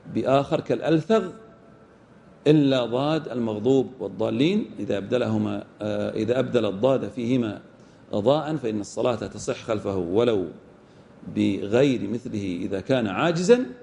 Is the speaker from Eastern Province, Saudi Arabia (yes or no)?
yes; Al-Ahsa, Eastern Province, Saudi Arabia; وهذا خاص وغالب في كثير من المنطقة عندنا في الأحساء